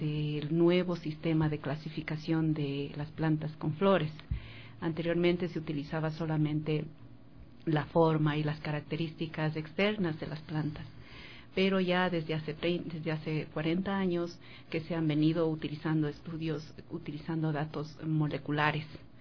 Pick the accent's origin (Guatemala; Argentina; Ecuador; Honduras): Ecuador; Por esa razón, nosotros ecuatorianos queremos participar e invitar a los colegas internacionales.